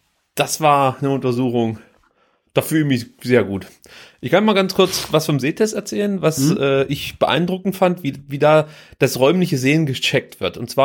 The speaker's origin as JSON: {"language": "German", "region": "East Germany", "country": "Germany", "said": "Ich komme aus der DDR, wir durften solche Filme nicht gucken."}